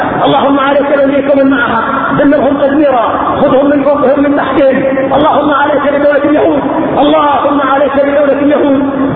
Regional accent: Yemen; قضية الفقراء خصوصا عندنا في اليمن

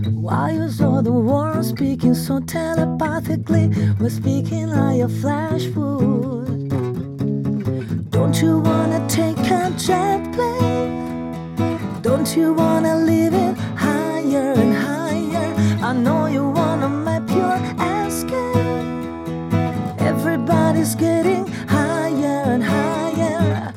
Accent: Bologna, Emilia-Romagna, Italy; ricordo che sono eritrea, ma sono nata e vivo a Bologna

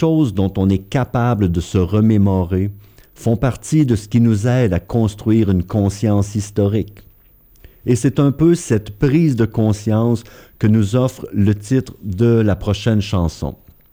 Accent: Quebec, Canada; accent: Québécois; déformée par mon accent québécois, bien sûr

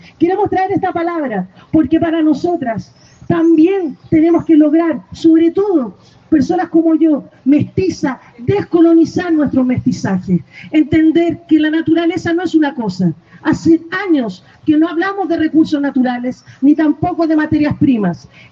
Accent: Chile; Sabrán que Chile, así como otro espacio, tenemos una crisis hídrica

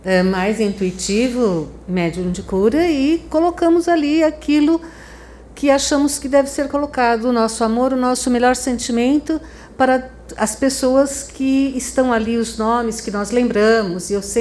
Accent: Franca, São Paulo, Brazil; Eu sou de Franca, São Paulo.

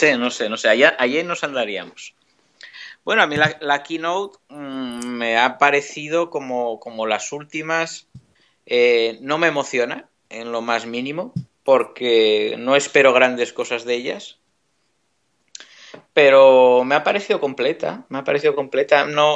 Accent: Asturias, Spain; now in United States; asturiano en USA, hablando desde el calor inaguantable e insoportable de Carolina del Sur, Estados Unidos.

